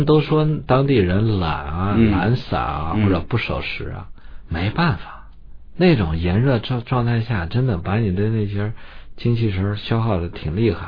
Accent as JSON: {"language": "Chinese", "town": "Datong", "region": "Shanxi", "country": "China", "tie": "born or raised there", "said": "你看我老家大同"}